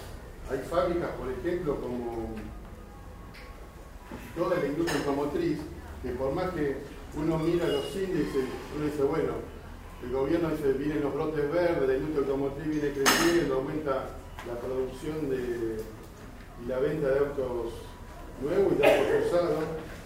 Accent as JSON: {"language": "Spanish", "town": "La Matanza", "region": "Buenos Aires Province", "country": "Argentina", "said": "nosotros somos de La Matanza"}